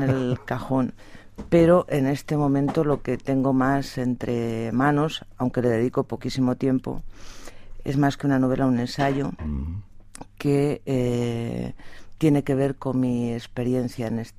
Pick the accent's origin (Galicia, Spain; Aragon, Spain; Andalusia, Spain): Aragon, Spain; Zaragoza; además de la fiesta nacional son las fiestas del Pilar y yo soy de Zaragoza.